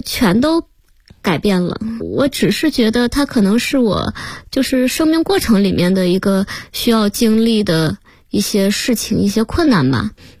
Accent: Shandong, China; 对，我说那个我是山东的，说山东的不都是那个特别高大的吗？

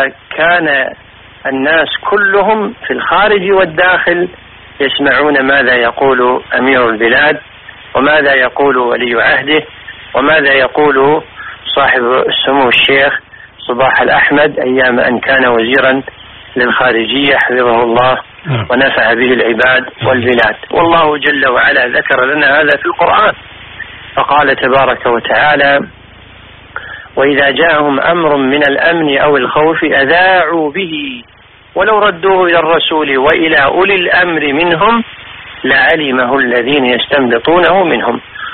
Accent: Kuwait; أن الأمور التي صنعها أهل الكويت من المعروف المنتشر في البلدان كان له دور عظيم في إرجاع ديرتنا

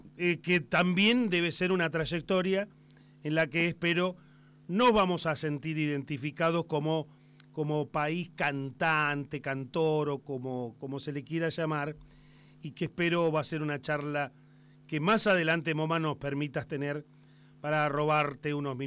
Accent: Argentina; yo la verdad es que me siento muy argentino charlando contigo

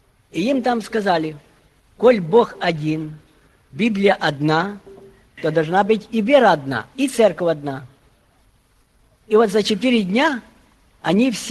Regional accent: Ukraine; я с Украины приехал

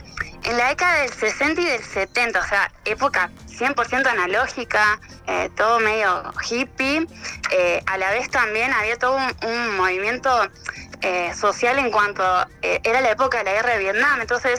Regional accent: Argentina; soy argentina, feliz de que m

